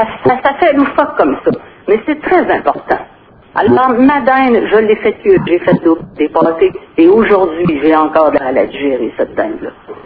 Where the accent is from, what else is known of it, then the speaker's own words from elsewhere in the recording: Malartic, Quebec, Canada; J'étais tellement fière de dire, nous autres, chez nous, à Malartic